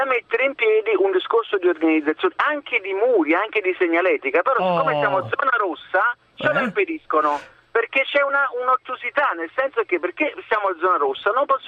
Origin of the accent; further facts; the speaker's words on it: San Giuseppe Vesuviano, Campania, Italy; Di San Giuseppe Vesuviano